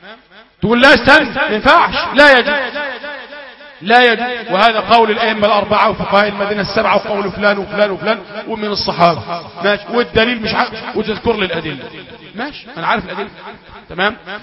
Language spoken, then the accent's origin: Arabic; Egypt; طيب تلت الليل عندنا في مصر غير تلت الليل في السعوديه